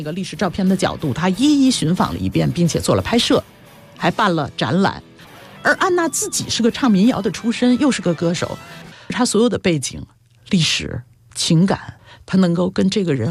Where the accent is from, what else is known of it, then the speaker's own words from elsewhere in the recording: China; 我们中国人都会觉得哦，它科技特别厉害